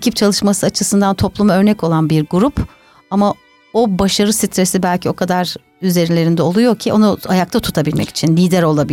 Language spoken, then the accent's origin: Turkish; Ankara, Turkey; Tabii ben Ankaralıyım. Ankara'nın daha böyle sakin bir havası var.